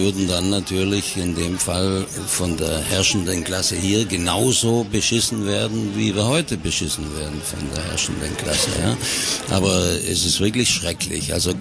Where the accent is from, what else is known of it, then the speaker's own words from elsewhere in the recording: Germany; Und weil es im Reisepass drinsteht, musst du dann halt sagen, ich bin Deutscher.